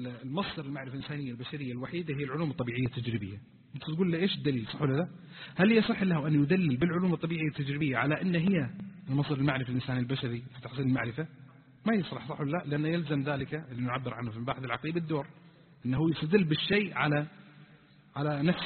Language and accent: Arabic; Eastern Province, Saudi Arabia; طبعا كانوا في الرياض وأنا جاي من الشرقية يعني أناقشهم وكذا، فقلت بيني وبينكم أنا جماعتي من الشرقية